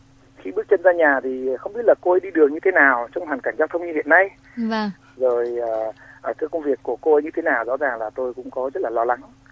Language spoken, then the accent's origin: Vietnamese; Hanoi, Vietnam; born there; now in Ho Chi Minh City, Vietnam; tôi sinh ra ở Hà Tây.